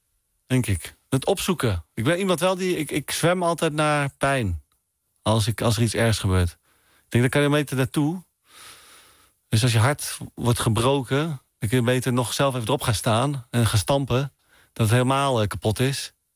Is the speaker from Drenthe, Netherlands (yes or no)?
yes; Drenthe, Netherlands; Ja, en ik ben ook een Drent, dus ik ben ook gekleurd.